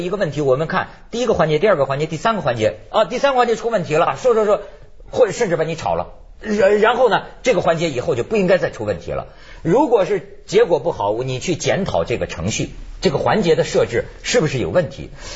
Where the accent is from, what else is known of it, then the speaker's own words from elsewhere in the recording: China; 我们中国人呢、啊、是讲气氛的，讲气的